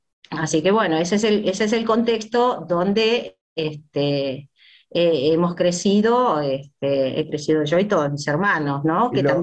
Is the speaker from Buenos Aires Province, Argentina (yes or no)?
no; Tucumán, Argentina; born there; yo nací en Tucumán, en la colonia de la Rinconada, el ingenio de la Fronterita, que es donde trabajaban